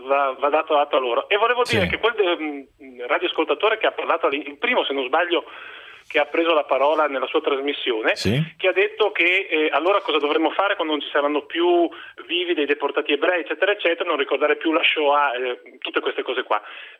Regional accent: Ferrara, Emilia-Romagna, Italy; sono di Ferrara

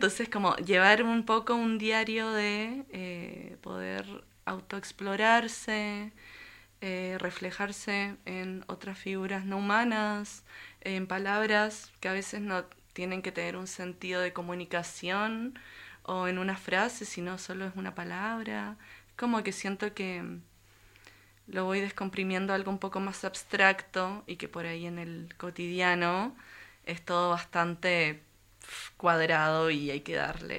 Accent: Santiago, Santiago Metropolitan Region, Chile; born there; moved away; yo nací en Santiago de Chile, uh-huh. Y hace unos años, 6 años que ya estoy acá

